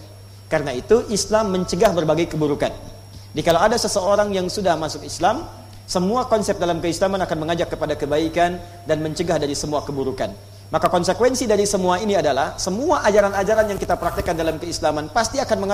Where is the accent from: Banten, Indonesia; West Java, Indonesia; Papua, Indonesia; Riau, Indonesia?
Banten, Indonesia; Pandeglang; born there; Di tempat kelahiran kami di Pandeglang, di Matla Al Anwar, ya, di MA Matlaul Anwar.